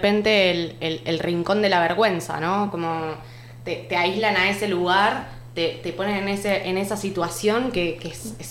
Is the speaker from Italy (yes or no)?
no; Argentina; now in Spain; llegué acá a España estaba en una situación en la que estaba muy, muy, muy delgada y... allá en Argentina, de donde soy oriunda